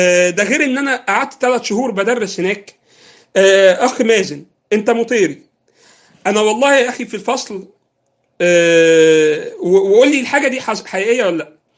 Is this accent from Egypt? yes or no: yes; Egypt; إحنا بالنسبة لنا كمصريين يعني